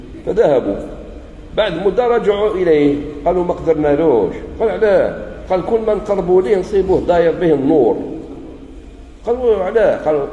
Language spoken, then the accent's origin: Arabic; Algeria; من الأشياء الجميلة في بلادنا الجزائر عندنا التجنيد الإجباري